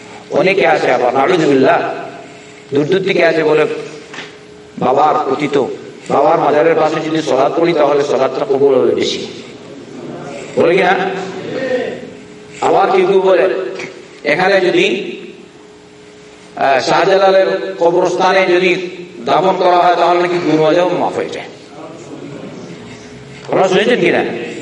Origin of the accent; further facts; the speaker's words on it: Sylhet Division, Bangladesh; আমি তো সিলেটের মানুষ, দেখলাম না গরম।